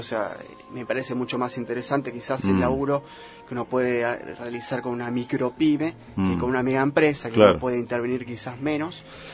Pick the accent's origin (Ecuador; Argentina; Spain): Argentina; Obviamente hay cosas en comunes que tenemos como argentinos